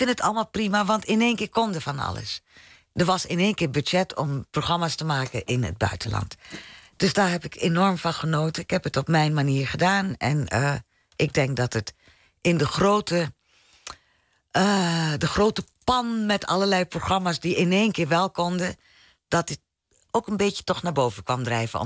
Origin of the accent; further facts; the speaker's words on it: Suriname; Maar je krijgt toch dingen mee van thuis. Weet je, het zit hem in een grapje of sowieso de soort humor die we hebben als Surinamers.